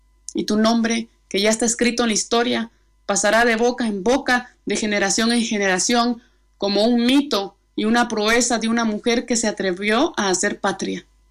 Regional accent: Comapa, Jutiapa, Guatemala; Nací en Guatemala, en el departamento de Jutiapa, en el municipio de Comapa, en el oriente, y crecí en un arrabal vendiendo laos en el mercado.

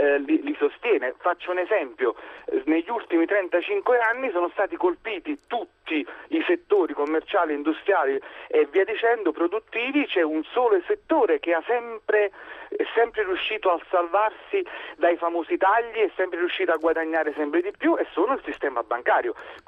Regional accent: Naples, Campania, Italy; Io sono di Napoli

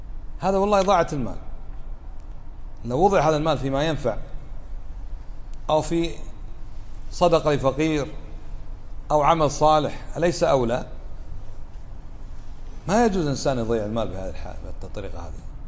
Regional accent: Kuwait; معروف ما دخلها مثل عندنا بالكويت البترول

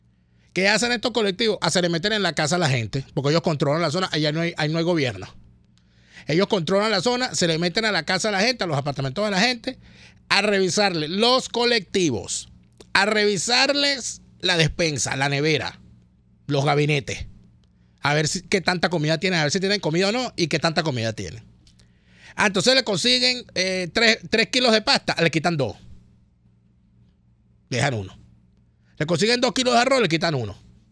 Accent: Venezuela; Nosotros como venezolanos hemos salido a negarle la nacionalidad venezolana a esos represores

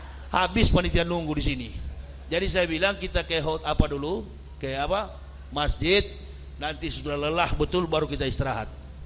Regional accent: Manado, North Sulawesi, Indonesia; Kami orang Manado

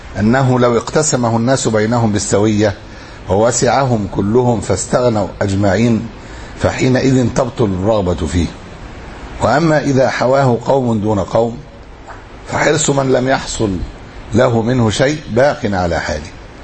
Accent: Egypt; احنا عندنا في أسوان وما حولها

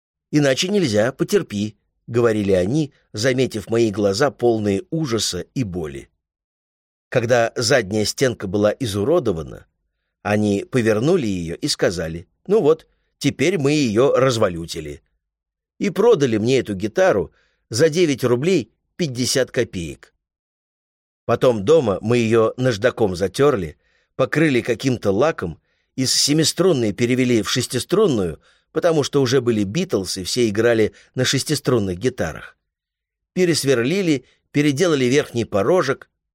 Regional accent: Odesa, Odesa Oblast, Ukraine; я родом из Одессы, а в Одессе культ еды.

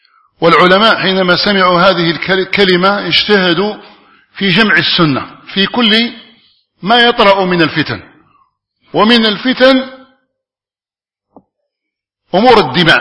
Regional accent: Algeria; أن يحفظ بلادنا الجزائر مما أصيبت به من قبل

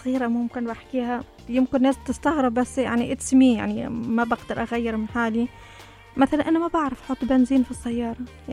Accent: Tunisia; now in Dubai, United Arab Emirates; أنا تونسية ومتزوجة كويتي، عايشة في دبي تقريبا صار لي هذا الشهر صار لي 10 سنوات.

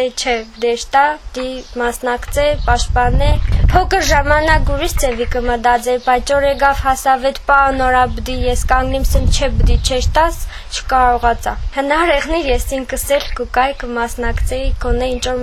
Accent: Gyumri, Shirak, Armenia; մենք Գյումրիից ենք, բայց միշտ արցախցիների հետ ենք

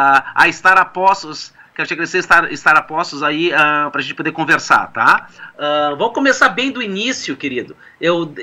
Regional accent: Rio Grande do Sul, Brazil; also born or lived in Piauí; Eu nasci no Piauí, mas a maior parte da minha vida eu morei aqui no Rio Grande do Sul.

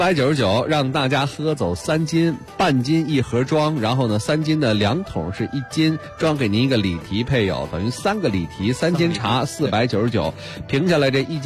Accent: Beijing, China; 咱们北京人喝茉莉花，谁都喝过

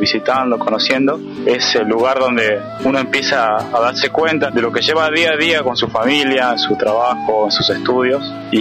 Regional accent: San Miguel de Tucumán, Tucumán, Argentina; soy estudiante de profesorado de matemática, soy de San Miguel de Tucumán y tengo 22 años.

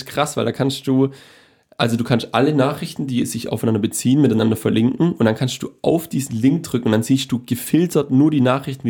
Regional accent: Switzerland; Ich bin Schweizer und ich habe auch schon Stifte benutzt.

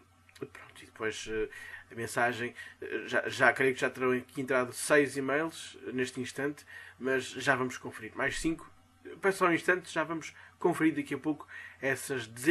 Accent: Vila Nova de Gaia, Porto, Portugal; born there; mas nasci numa cidade perdida no Porto, que é a Vila Nova de Gaia, já agora diga-se.

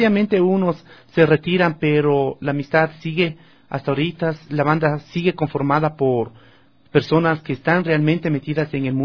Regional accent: Ecuador; nosotros como ecuatorianos que somos decidimos hacer música nacional ecuatoriana

